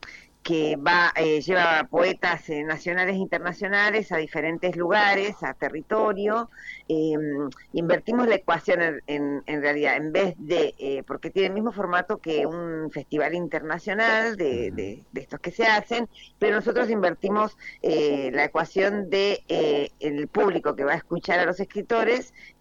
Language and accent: Spanish; Mendoza, Argentina; now in Buenos Aires, Argentina; yo soy mendocina, vivo en Buenos Aires hace muchísimos años, pero soy mendocina